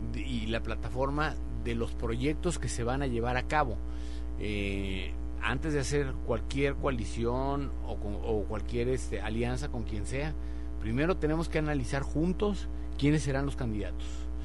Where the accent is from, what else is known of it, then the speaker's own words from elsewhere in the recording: Mexico; somos más los mexicanos que queremos vivir bien, que queremos vivir en paz, que no queremos violencia